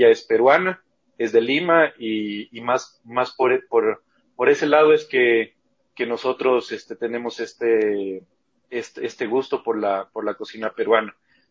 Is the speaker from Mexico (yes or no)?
no; Loja, Ecuador; mi mamá de Lima, mi papá de Loja, pues y yo nací en Loja también, pero ya con mucha influencia ya del Perú, porque si bien vivíamos aquí en Ecuador, siempre nosotros pasábamos unas largas temporadas también en Perú